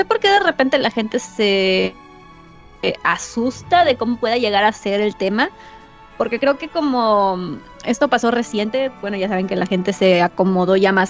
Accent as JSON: {"language": "Spanish", "country": "Mexico", "said": "Somos malas mexicanas en todo caso"}